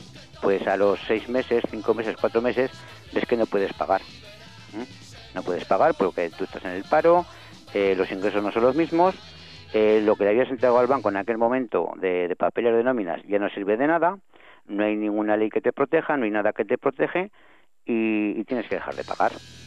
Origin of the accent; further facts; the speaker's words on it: Ejea de los Caballeros, Aragon, Spain; Sí, vivo en Egea y soy de Egea.